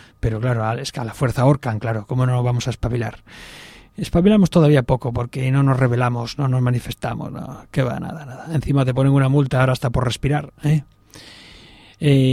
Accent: Spain; Ahora somos los españoles catedráticos en saber vivir, ¿eh?

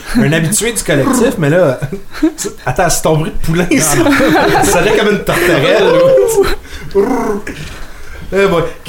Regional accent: Laval, Quebec, Canada; Non, mais je viens de Laval, fait que c'est pas grave, j'ai le droit, tu sais.

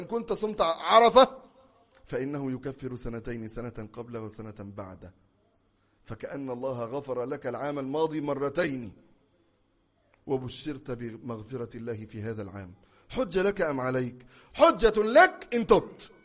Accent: Egypt; أنا أقدر أننا كمصريين لم نرى ذلك بأعيننا في بلادنا قط

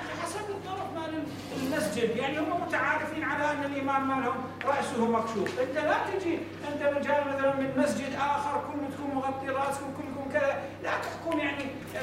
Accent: Mosul, Nineveh, Iraq; حتى نحن الآن عندنا في الموصل

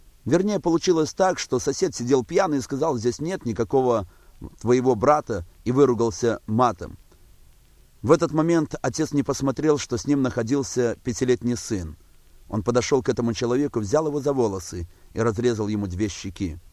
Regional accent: Barysaw, Minsk Region, Belarus; born there; Родился я в Белоруссии, в городе Борисове. Родился в простой семье

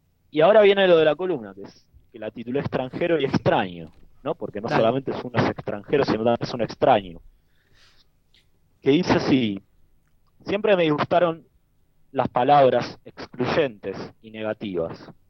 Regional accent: Argentina; now in Germany; menciono que así aprendí a ser en mi tierra, Argentina, recibo comentarios como: bueno, pero ahora estás en Alemania.

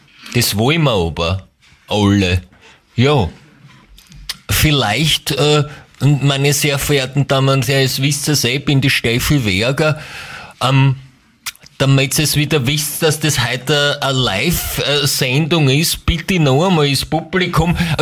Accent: Styria, Austria; Ich bin ja ursprünglich aus der Steiermark

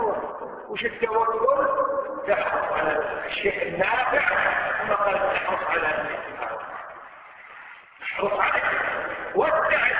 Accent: Kuwait; شوف أي مستشفى عندنا في الكويت

